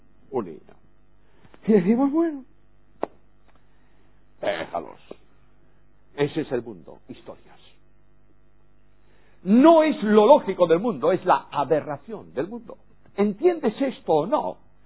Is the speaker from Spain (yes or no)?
yes; Spain; En España, en mi país, se han eliminado el aspecto sexo masculino y sexo femenino